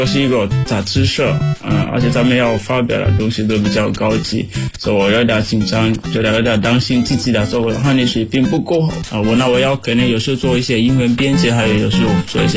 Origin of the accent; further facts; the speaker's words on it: Sierra Leone; Chinese is a second language; now in China; 我来自塞拉利昂，然后我在中国传媒大学已经三年多了。我学习汉语，就是我的专业是国际汉语教育。